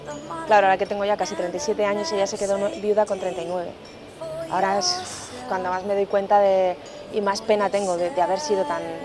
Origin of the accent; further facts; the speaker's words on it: Spain; soy la deportista española con más medallas de la historia.